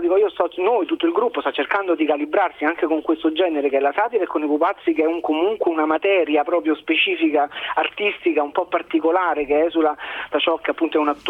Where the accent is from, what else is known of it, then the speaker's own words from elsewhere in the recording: Rome, Lazio, Italy; sono romano, tanto di cappello